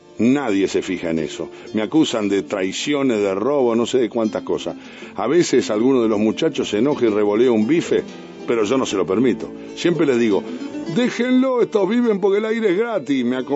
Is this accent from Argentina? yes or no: yes; Argentina; Ahí somos todo argentino.